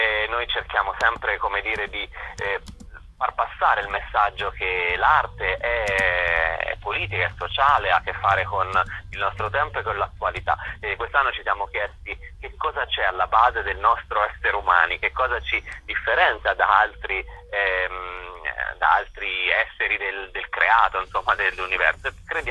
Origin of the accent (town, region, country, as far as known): Sansepolcro, Tuscany, Italy; born there; now in Rome, Italy